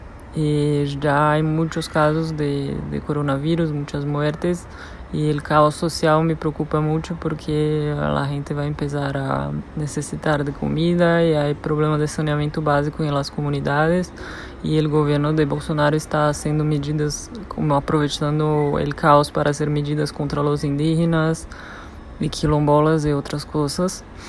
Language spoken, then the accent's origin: Spanish; Brazil; Spanish is a second language; brasileña. Estaba viviendo en Medellín cuando empezó el coronavirus. Tuve que irme porque los aeropuertos y las fronteras empezaron a cerrar